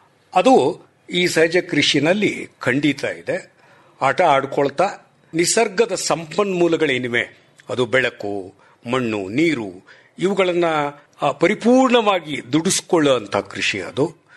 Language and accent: Kannada; Jayachamarajapura, Karnataka, India; ನನ್ನ ಊರು ಜಯಚಾಮರಾಜಪುರ, ಚಿಕ್ಕನಾಯಕನಹಳ್ಳಿ ತಾಲೂಕು, ತುಮಕೂರು ಜಿಲ್ಲೆ. ನಾನು ಮೂಲತಃ ಒಬ್ಬ ಪ್ರೊಫೆಸರು, ಪ್ರಿನ್ಸಿಪಲಾಗಿ ರಿಟೈರ್ ಆಗಿದ್ದೇನೆ. ಈಗ ಅಲ್ಲೇ ಹಳ್ಳಿನಲ್ಲೇ ಇದ್ದೇನೆ ವಾಸ.